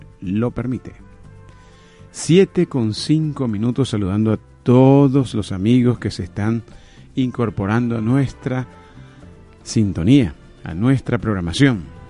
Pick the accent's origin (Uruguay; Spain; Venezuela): Venezuela; de todo aquello que nos atañe como venezolanos, nuestra identidad, nuestro gentilicio, nuestra forma de ser